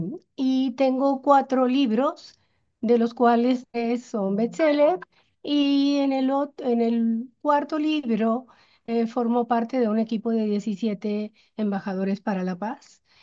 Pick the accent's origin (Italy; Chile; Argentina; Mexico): Mexico; Monterrey, Nuevo León; born there; Nací aquí en Monterrey. Aquí vivo dentro del estado de Nuevo León.